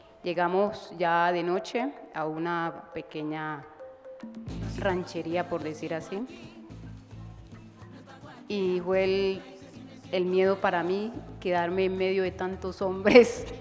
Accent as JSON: {"language": "Spanish", "region": "Chocó", "country": "Colombia", "said": "Yo soy del litoral del San Juan. Océano Pacífico. Yo soy, creo que ya soy la única oceánica aquí"}